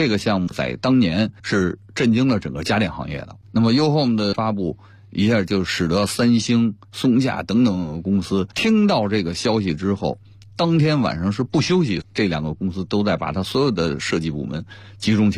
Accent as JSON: {"language": "Chinese", "country": "China", "said": "和我们中国的发展的阶段和我们中国人对文化的这种认识那么相结合"}